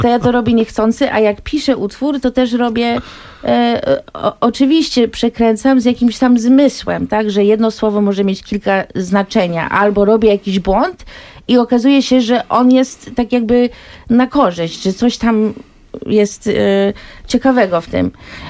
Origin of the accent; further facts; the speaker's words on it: United States; Jestem Polką Amerykanką, wychowałam się w Stanach i te dwa języki mam w palcu od urodzenia.